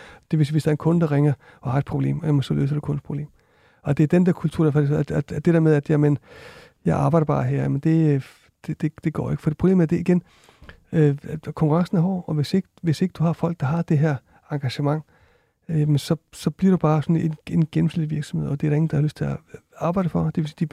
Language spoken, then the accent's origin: Danish; Iceland; Danish is a second language; now in Denmark; jeg kommer fra Island også